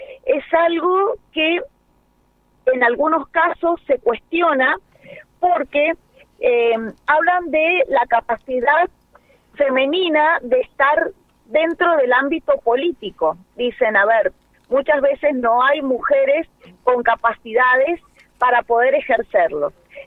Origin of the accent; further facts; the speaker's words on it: General Alvear, Mendoza, Argentina; Soy de General Alvear Mendoza.